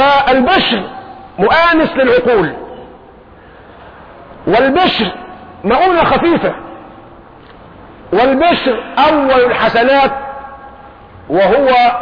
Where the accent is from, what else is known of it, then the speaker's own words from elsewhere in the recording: Egypt; انا مصري خايب، عارف خايب يعني ايه؟ انجليزي عندي ضعيف، قراءة مش نطق.